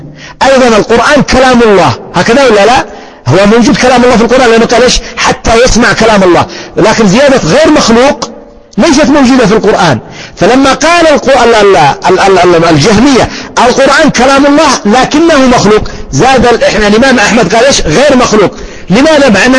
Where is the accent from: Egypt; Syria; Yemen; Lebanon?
Yemen; لكن مثلا أضرب لك مثال عندنا في اليمن يختلف الحال